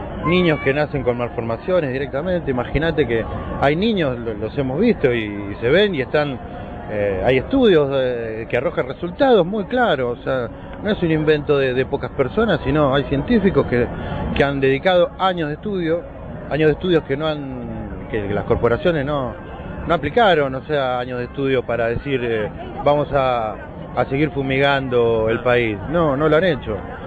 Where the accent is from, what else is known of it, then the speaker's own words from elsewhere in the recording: Argentina; Destacamos obviamente lo de Argentina porque, bueno, somos argentinos